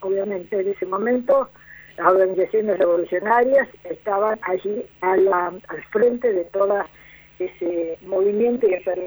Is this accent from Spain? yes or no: no; Tucumán, Argentina; yo que vengo del norte, que vengo de Tucumán